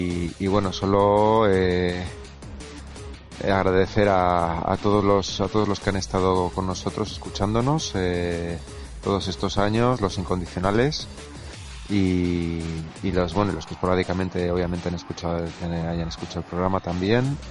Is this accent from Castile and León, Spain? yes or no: no; Bilbao, Basque Country, Spain; yo tengo pensado ya en septiembre volver a Bilbao, volver a mi tierra.